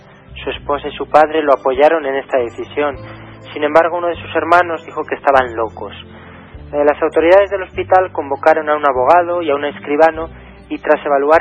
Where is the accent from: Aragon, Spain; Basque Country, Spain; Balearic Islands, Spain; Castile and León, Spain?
Castile and León, Spain; Zamora; los testigos de Jehová de la ciudad de Zamora, de mi ciudad natal